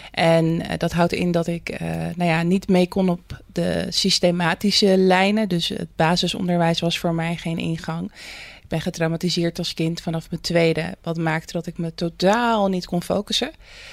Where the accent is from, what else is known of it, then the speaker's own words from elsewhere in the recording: Rotterdam, South Holland, Netherlands; Toen ben ik in Rotterdam West opgegroeid. Nou, dat is best wel een buurt waar je ook niet heel snel de ladder pakt. Maar goed, je had daar wel heel veel culturen.